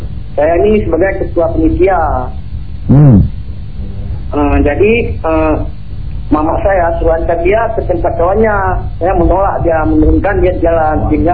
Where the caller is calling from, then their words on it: Aceh, Indonesia; Dari Aceh, Pak.